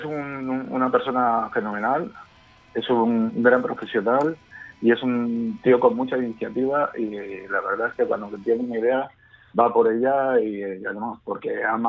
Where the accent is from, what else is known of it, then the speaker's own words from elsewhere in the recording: Valencian Community, Spain; somos valencianos, ¿no?, un barrio de Madrid